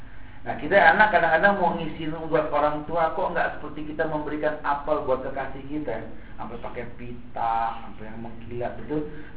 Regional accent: Jakarta, Indonesia; Ya Allah, kita orang Jakarta yang gak mungkin gak makan begitu.

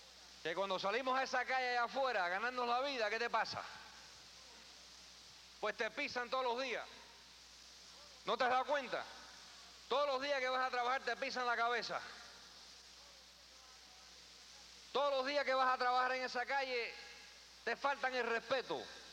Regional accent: New York, United States; also born or lived in Queens; Yo me nací en Queens, New York, que me crié en el Bronx.

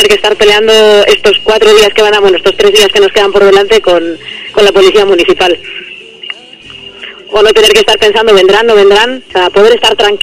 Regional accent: Barakaldo, Basque Country, Spain; soy del barrio de Bagatza

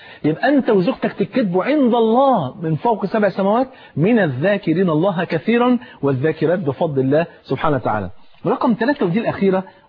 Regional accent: Egypt; زي بيقولوا يعني في المثل عندنا في مصر

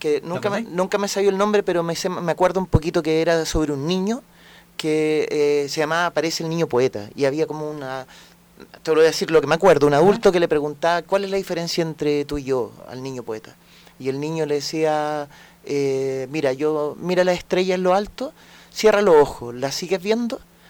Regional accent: Vitacura, Santiago Metropolitan Region, Chile; also born or lived in Providencia; Pero yo en Santiago, toda la vida. Nací en Providencia, pero viví casi toda mi infancia en Vitacura.

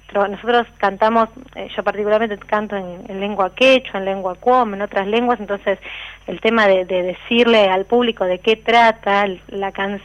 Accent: Argentina; que creemos que esas tres cosas son como un poco parte de nuestra identidad como latinos y como argentinos

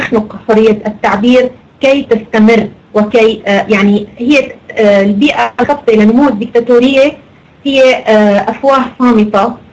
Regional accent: Syria; يعني أنا كنت كسورية شوي إنه متفاجئة إنه نحن السوريين نعمل ثورة أكثر من المصريين

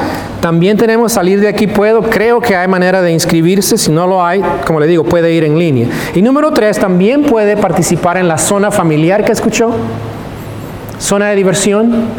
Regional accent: California, United States; now in Tyler, United States; Los que somos de California sabemos, en California no existe esa cultura.

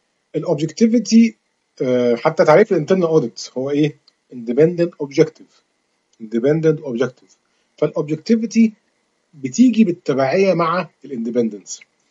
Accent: Egypt; زي البنك المركزي كده عندنا في مصر،

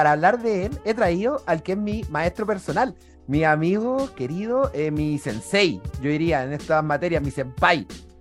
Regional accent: Chile; Que nos abordan como chilenos

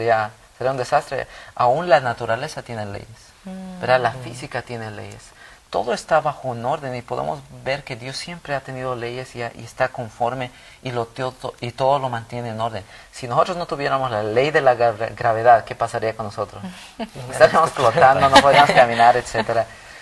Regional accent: Bolivia; now in United States; Yo crecí en Bolivia y las leyes son diferentes allá, ¿verdad?

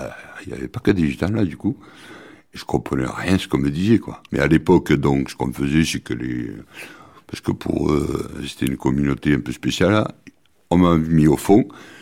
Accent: Carcassonne, Occitanie, France; Moi, mes parents sont de Carcassonne depuis trois générations, quoi. On est des Carcassonnais.

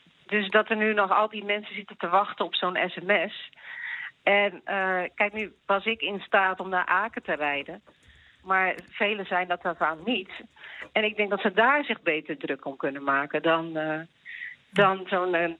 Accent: Netherlands; Ik denk, dan kom ik als Nederlander in een ander land toch een vaccinatie halen.

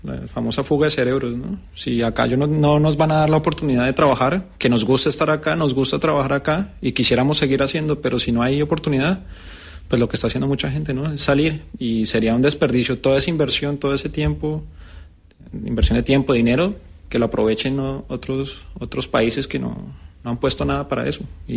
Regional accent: Colombia; moved away as an adult; now in Las Palmas, Spain; Yo soy colombiano, vivo acá ya para 6 años. Y cuando llegué acá yo era feliz de tener la oportunidad que no tuve en Colombia

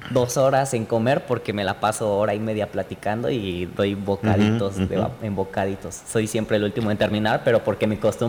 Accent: State of Mexico, Mexico; De hecho, en el centro de la República no pasa. Yo soy del Estado de México.

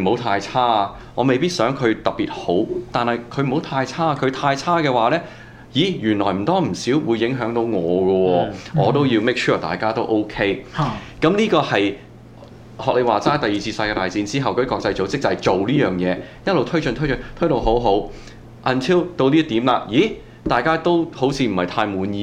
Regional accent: Canada; 我想我作為一個加拿大人，我愛我國家

